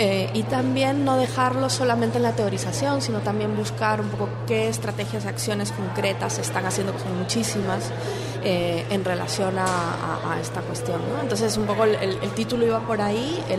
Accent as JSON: {"language": "Spanish", "country": "Peru", "said": "Para la gente que venimos de otros lugares, ¿no?, concretamente yo soy peruana"}